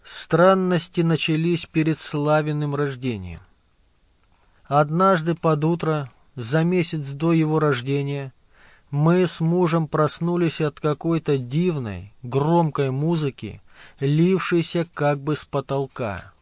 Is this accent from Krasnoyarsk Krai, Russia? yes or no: yes; Krasnoyarsk Krai, Russia; born there; наш род — поморские староверы, раскулаченные, гонимые, дошедшие до Красноярского края, где я и родилась в Боготольском районе.